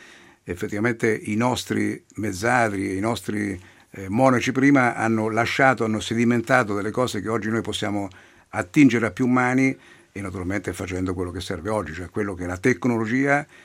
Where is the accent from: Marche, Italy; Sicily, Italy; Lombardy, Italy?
Marche, Italy; siamo dei buoni osservatori come marchigiani